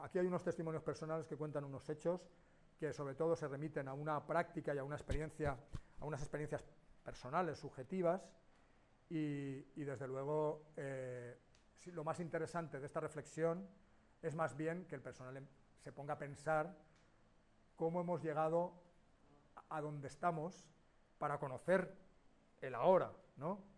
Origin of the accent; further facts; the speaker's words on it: Valencia, Valencian Community, Spain; habla de Valencia, porque yo soy de Valencia, y lo viví desde ahí